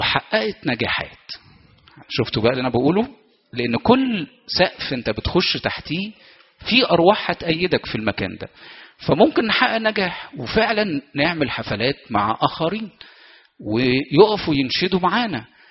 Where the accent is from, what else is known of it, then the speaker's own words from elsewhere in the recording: Egypt; وإحنا شعب مصري متدين بطبع.